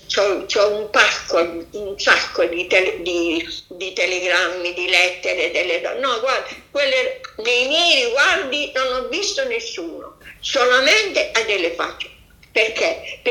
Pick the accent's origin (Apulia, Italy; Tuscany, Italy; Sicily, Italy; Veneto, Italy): Apulia, Italy; Bari; Perché poi al mio paese, a Bari, io sono stata, mamma mia, massacrata.